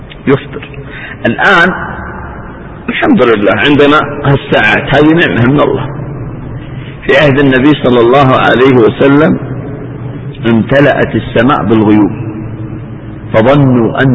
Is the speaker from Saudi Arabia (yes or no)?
yes; Eastern Province, Saudi Arabia; تجد من بعض الناس عجيبة في منطقة عندنا في الشرقية